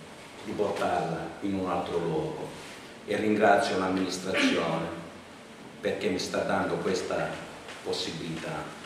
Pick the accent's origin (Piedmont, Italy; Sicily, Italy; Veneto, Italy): Sicily, Italy; Scordia; Vengo da Scordia, provincia di Catania, la capitale del commercio degli agrumi, dove vi sono le arance più dolci del mondo.